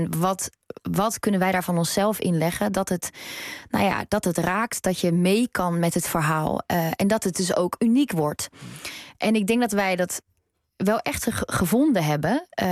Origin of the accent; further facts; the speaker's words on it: North Brabant, Netherlands; Ik woon niet meer in Brabant, maar ik kom uit Brabant.